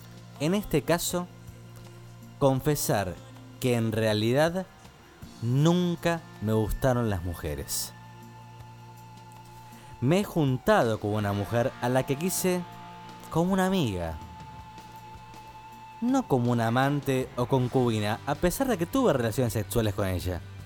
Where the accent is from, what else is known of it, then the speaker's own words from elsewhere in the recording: Santa Fe, Argentina; Y los escucho desde hace un mes desde mi provincia natal, que es Santa Fe. Más precisamente, Santa Fe Capital.